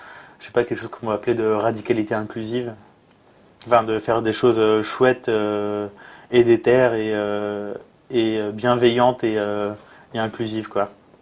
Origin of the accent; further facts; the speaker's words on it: Grand Est, France; born there; vu que je suis né dans le Grand Est maintenant